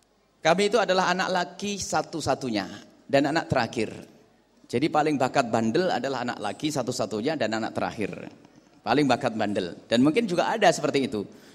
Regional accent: Blitar, East Java, Indonesia; now in Cirebon, Indonesia; Umi, istri Umi ini dari Pontianak, saya dari Blitar. Hidupnya di mana? Di Cirebon.

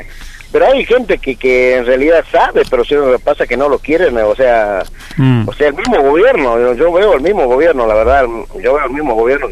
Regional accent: Tucumán, Argentina; nosotros nos vinimos muy contentos de Tucumán, o sea, todos los hermanos

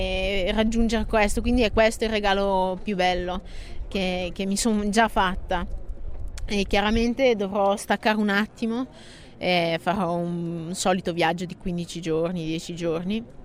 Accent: Bergamo, Lombardy, Italy; io sono di Bergamo, e nonostante l'estate sia sempre a Bergamo

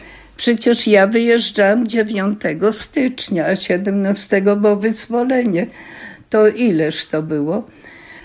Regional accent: Chorzów, Silesian Voivodeship, Poland; born there; Urodziłam się w Chorzowie. Mój ojciec był górnikiem. Rodowód śląski. Najstarszą byłam w rodzinie z dzieci.

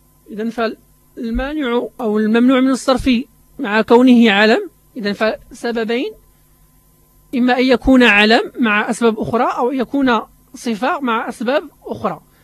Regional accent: Morocco

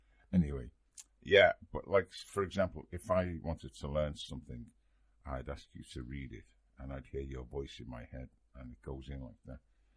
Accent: Liverpool, North West England, United Kingdom; just because I'm from Liverpool.

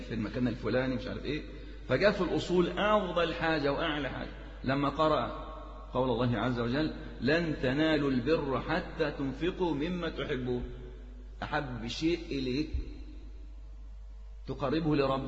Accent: Egypt; برضو عندنا في مصر الوقف كان كثير جدا

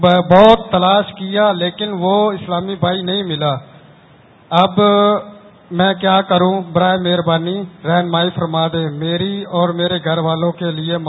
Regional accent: Karachi, Sindh, Pakistan; میں باب المدینہ سے ہوں.

